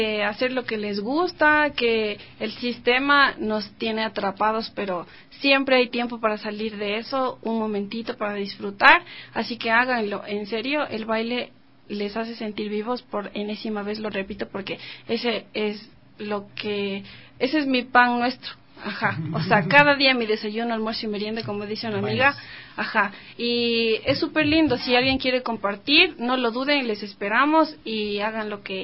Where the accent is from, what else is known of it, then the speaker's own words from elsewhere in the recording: Ecuador; todos los bailarines somos de Ecuador.